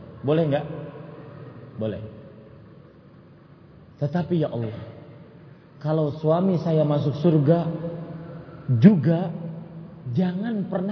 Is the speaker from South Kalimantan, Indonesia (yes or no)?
yes; Banjarmasin, South Kalimantan, Indonesia; Apalagi kadang-kadang kalau Anda ke Banjarmasin, ke daerah saya, Kalimantan Selatan, hati-hati jangan tertipu.